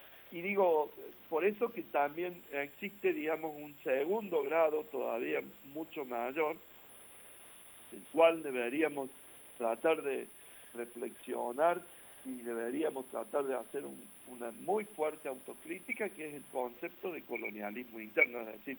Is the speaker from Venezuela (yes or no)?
no; Argentina; Y acá también nos tenemos que poner a pensar mucho como argentinos